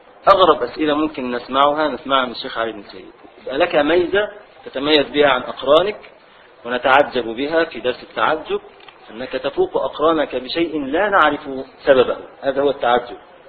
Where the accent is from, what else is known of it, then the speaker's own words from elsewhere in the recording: Egypt; عندنا في مصر نقول له ولا، يعني تعالى يا ولد ولد، فنحذف الدال